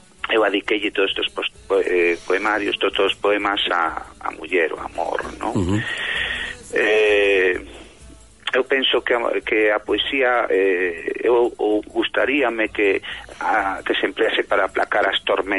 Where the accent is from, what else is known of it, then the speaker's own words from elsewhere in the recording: Lugo, Galicia, Spain; born there; Bueno, nacín en Lugo, digo, pero meus pais naceron nunha aldeíña moi pequeniña, moi humilde, de tres casiñas.